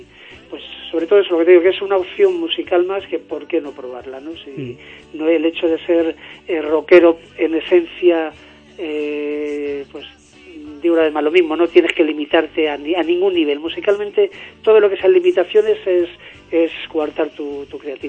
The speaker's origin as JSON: {"language": "Spanish", "town": "Candeleda", "region": "Castile and León", "country": "Spain", "said": "Yo soy de Candelera, de un pueblo de Ávila."}